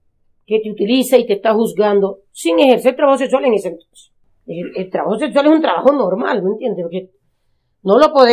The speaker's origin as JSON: {"language": "Spanish", "town": "Corozal", "region": "Sucre", "country": "Colombia", "tie": "born there", "said": "nacida en Corozal, Sucre."}